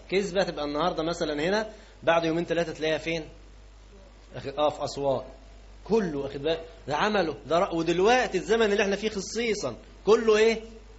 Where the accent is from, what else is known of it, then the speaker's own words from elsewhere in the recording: Egypt; لكن عندنا احنا كمصريين خليناها ايه، يعني ما تعملش